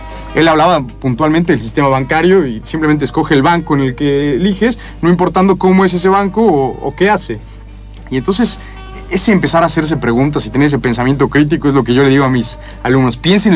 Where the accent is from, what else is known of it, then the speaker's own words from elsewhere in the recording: Mexico; now in Argentina; yo soy de México y... A ver, la verdad que nunca me imaginé estar en Argentina.